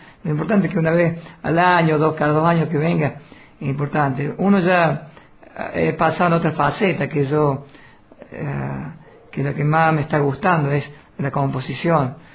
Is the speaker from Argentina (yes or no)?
yes; Villa Dolores, Córdoba, Argentina; also born or lived in La Finur; yo viví en Villa Dolores, yo nací en La Finur y me crié en Villa Dolores